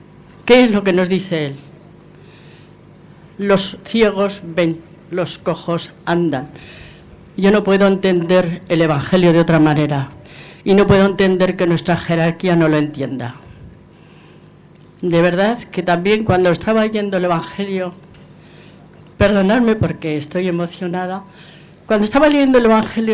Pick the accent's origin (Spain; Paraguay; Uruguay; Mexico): Spain; Logroño, La Rioja; Bueno, yo de casualidad estoy aquí, soy de Logroño, pero tengo una hija aquí